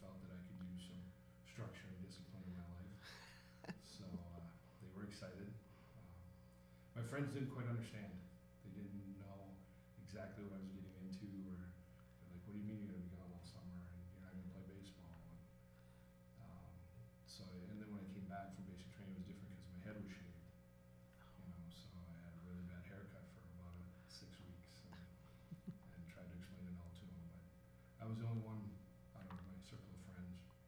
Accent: Mandan, North Dakota, United States; also born or lived in Arkansas; I was born in Arkansas. I primarily grew up in Mandan, North Dakota. That's where I went to school and graduated.

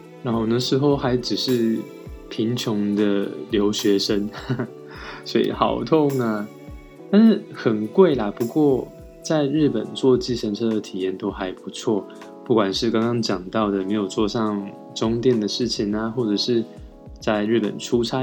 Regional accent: Taiwan; now in Japan; 我是台湾人，巴拉巴拉巴，就开始讲我的成长过程啊，我学习日文的过程

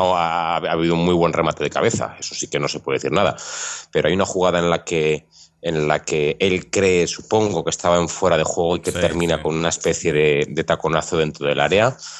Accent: Zaragoza, Aragon, Spain; Pues, yo, como soy de Zaragoza, me acuerdo porque yo vi un partido

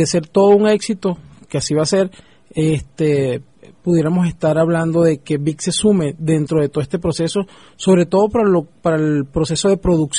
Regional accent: Falcón, Venezuela; No, yo soy del Estado Falcón, específicamente.

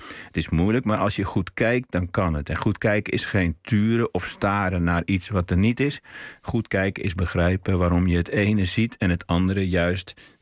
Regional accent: North Brabant, Netherlands; Terwijl de dijken waar ik in mijn jeugd aan woonde in Brabant, daar kun je de rivier niet zien.

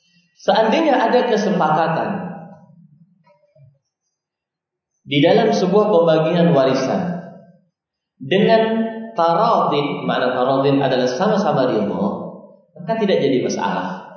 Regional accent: Aceh, Indonesia; Kebiasaan kita orang Aceh kalau suami sudah nikah ya ikut istrinya di mana dia tinggal.

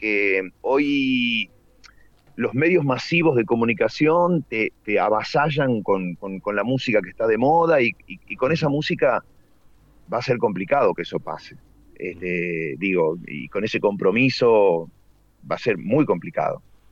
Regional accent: Córdoba, Argentina; Córdoba, estamos a 100 de La Pampa, San Luis, Buenos Aires, estamos en un rinconcito. Por eso no tenemos tonada cordobesa, si bien somos cordobeses, pero estamos muy, muy de Buenos Aires o La Pampa.

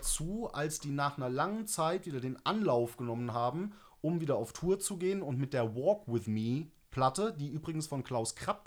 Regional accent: Mendig, Rhineland-Palatinate, Germany; für mich als Kind aus der Eifel, ich komme aus einem kleinen Ort am Rand vom Nürburgring, so, ich bin ein absolutes Dorfkind.

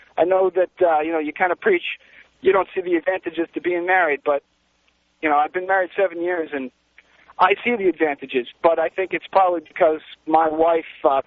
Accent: New England, United States; I grew up in New England.

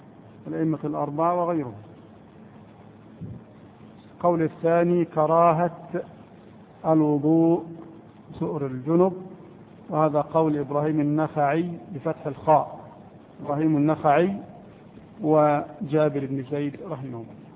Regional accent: Egypt; لكن احنا كمصريين لا نأكله

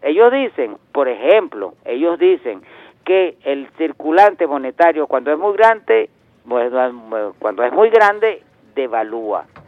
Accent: Caracas, Capital District, Venezuela; Cierto, yo soy caraqueño

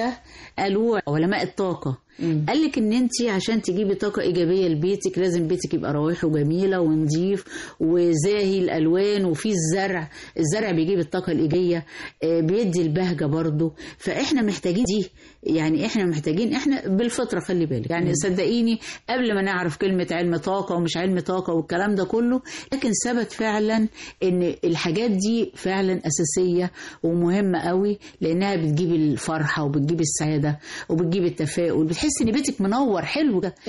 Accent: Egypt; كل دي حاجات تصدقيني بتبقى في وجداننا احنا كمصريين وكامرأة مصرية.

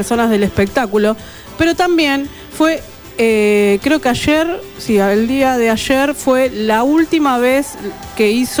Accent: Argentina; Nosotros empezamos como argentinos que somos porque es el día de la escarapela.

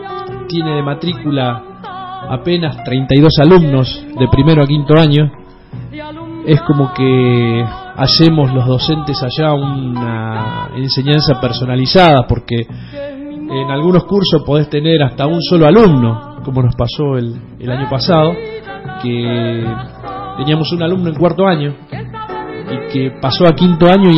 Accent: Tucumán, Argentina; moved away as an adult; now in Santa Cruz, Argentina; soy tucumano y allá por el año 2002, por una cuestión laboral, decidí emigrar como muchos norteños, como nos caracterizan allá, emigrar a la provincia de Santa Cruz. Estoy ahí desde el 2002

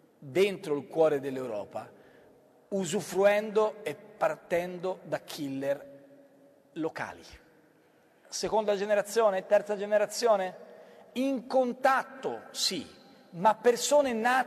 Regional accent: Florence, Tuscany, Italy; born there; io sono nato a Firenze, ma sono considerato del contado, avendo orgogliose radici rignanesi.

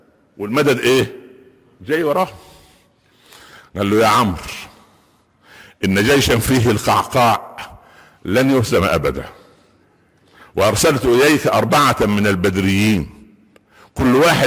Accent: Minya Governorate, Egypt; مدينة عندنا في المنيا اسمها البهنسة مدينة صغيرة كده جنب بني مزار

